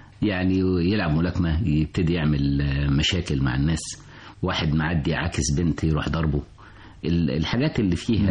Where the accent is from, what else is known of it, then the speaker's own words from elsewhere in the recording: Cairo, Cairo Governorate, Egypt; أنا من حي اسمه السكر والليمون، منطقة فم الخليج القريبة من الروضة